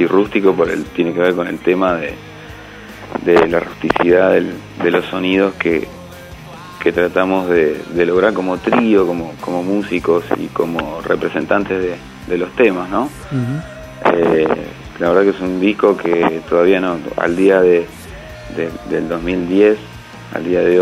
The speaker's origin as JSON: {"language": "Spanish", "town": "Rosario", "region": "Santa Fe", "country": "Argentina", "said": "soy de Rosario, soy de Sicarios, soy de Argentina."}